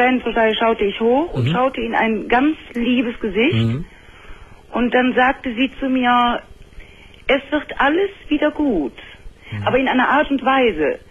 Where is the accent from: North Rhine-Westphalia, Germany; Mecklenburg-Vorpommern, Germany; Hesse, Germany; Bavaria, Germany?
North Rhine-Westphalia, Germany; Cologne; Und wir sind Kölner